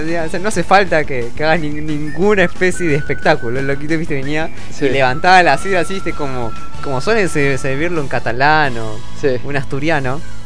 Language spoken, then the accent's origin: Spanish; Argentina; Nosotros somos de Argentina porque tenemos vino.